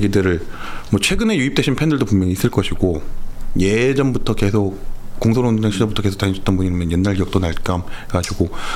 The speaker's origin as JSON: {"language": "Korean", "town": "Anyang", "region": "Gyeonggi Province", "country": "South Korea", "said": "제가 안양 사람인데"}